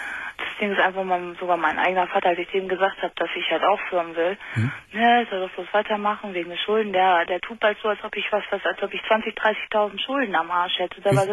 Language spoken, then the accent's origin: German; Osnabrück, Lower Saxony, Germany; ich komme aus Osnabrück